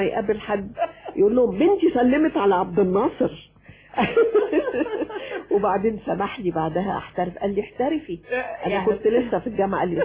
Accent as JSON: {"language": "Arabic", "town": "Alexandria", "region": "Alexandria Governorate", "country": "Egypt", "tie": "born or raised there"}